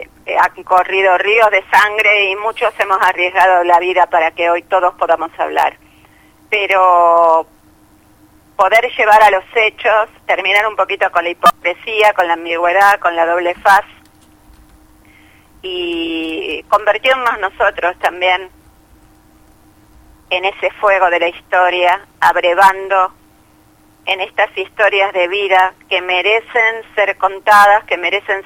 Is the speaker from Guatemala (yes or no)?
no; Argentina; porque cuando nos va bien somos todos argentinos.